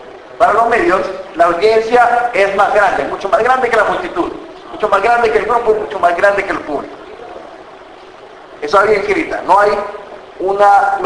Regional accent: El Salvador; yo soy salvadoreño.

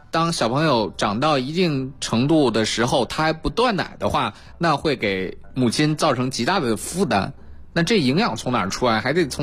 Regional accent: China; 当然了，我们中国人有中国人处理奶制品的方法啊、

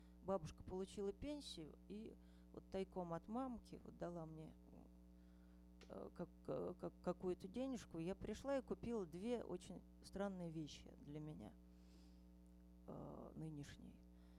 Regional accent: Ryazan, Ryazan Oblast, Russia; я из Рязани.

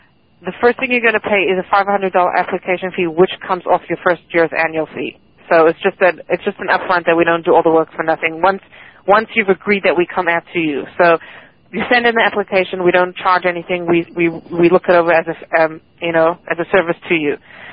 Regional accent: South Africa; I'm originally from South Africa.

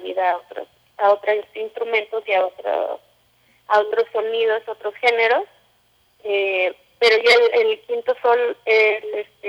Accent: Mexico City, Mexico; Sí, soy originaria de la Ciudad de México.

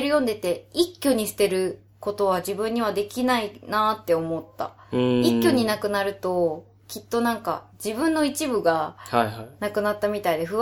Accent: Chiba, Japan; 私は千葉の実家に住んでいます。

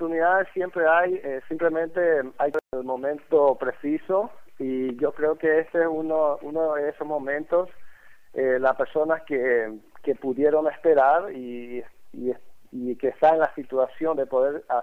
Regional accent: Paraguay; now in Tampa, United States; aquí hemos podido reunir como 30 paraguayos que estamos aquí en Tampa

